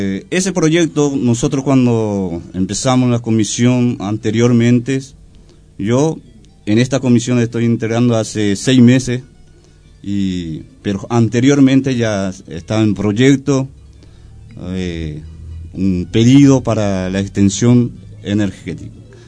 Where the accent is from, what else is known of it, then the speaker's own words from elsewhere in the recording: Paraguay; como es paraguayo, nosotros no somos gente violenta, somos pacíficos